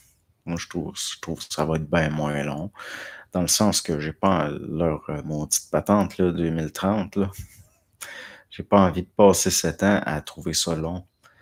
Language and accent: French; Montreal, Quebec, Canada; Moi, j'ai grandi à Montréal-Nord, assez hard, les gangs de rue, les Italiens, voire.